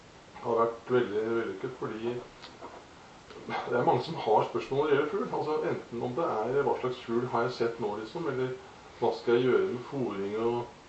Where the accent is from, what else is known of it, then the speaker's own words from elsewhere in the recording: Tønsberg, Vestfold, Norway; Jeg vokste opp ute i Slagen.